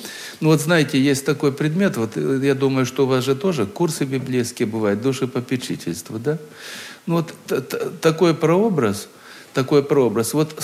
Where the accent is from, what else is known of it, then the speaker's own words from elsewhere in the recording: Krasnodar Krai, Russia; Мое детство прошло на Кубани, в одной станице, в старом-старом доме.